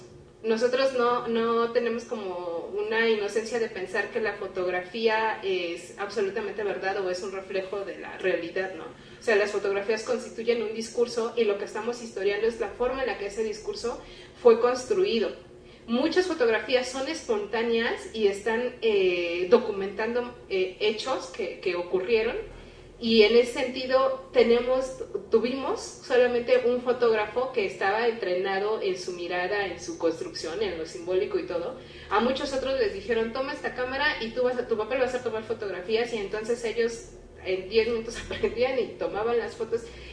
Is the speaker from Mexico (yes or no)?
yes; Mexico; al saber que somos mexicanas, pues hay como un asunto de decir, ah, pues qué bueno que vienen